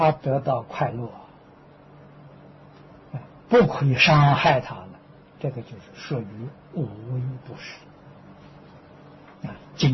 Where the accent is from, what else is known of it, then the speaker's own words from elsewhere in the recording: China; 那看我们中国人特别是南方人什么都吃